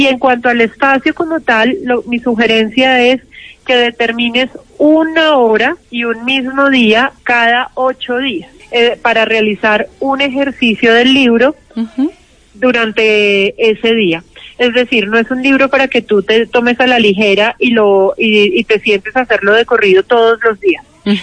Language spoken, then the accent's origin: Spanish; Manizales, Caldas, Colombia; Yo soy de Manizales.